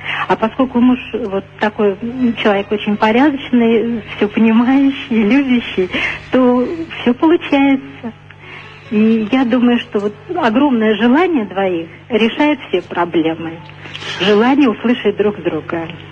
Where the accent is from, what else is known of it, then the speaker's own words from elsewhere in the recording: Moscow, Russia; Я из Москвы, и вот в замужестве больше 10 лет.